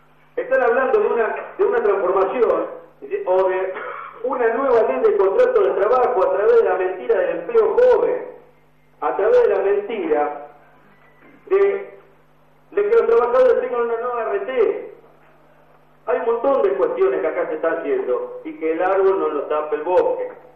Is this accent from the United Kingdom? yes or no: no; Rosario, Santa Fe, Argentina; nosotros venimos de Rosario y somos tristemente hoy por los índices